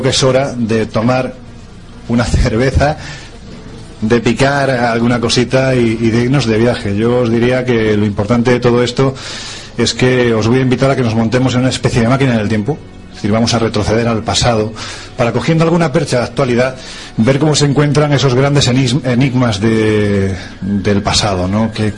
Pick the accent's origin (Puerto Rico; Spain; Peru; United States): Spain; Jaén, Andalusia; now in Madrid, Spain; yo llevo 25 años viviendo en Madrid, pero me siento muy de Jaén, soy muy de mi tierra, soy muy andaluz.